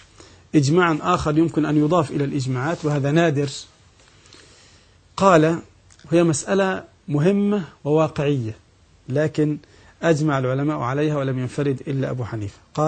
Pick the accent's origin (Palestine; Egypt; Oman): Egypt; البنوك عندنا في مصر 3 أقسام